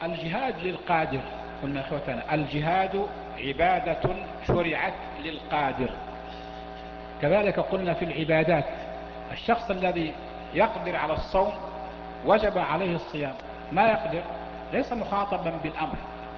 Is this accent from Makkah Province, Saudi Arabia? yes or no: yes; Mecca, Makkah Province, Saudi Arabia; مكة عندنا في مكة نفس الشيء، تأتي السيول ونغرق في شبر ماء كما يقال